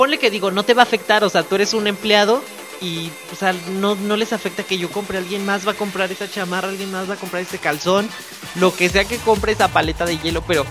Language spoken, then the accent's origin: Spanish; Mexico; también como mexicanos y como...